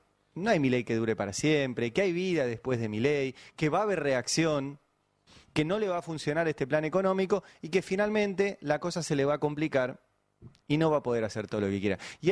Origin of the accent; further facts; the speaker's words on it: Argentina; Digo, yo soy argentino, formo parte